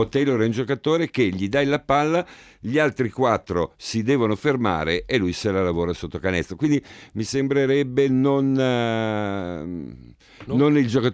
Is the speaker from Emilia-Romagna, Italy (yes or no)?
yes; Emilia-Romagna, Italy; Scusa, da buon emiliano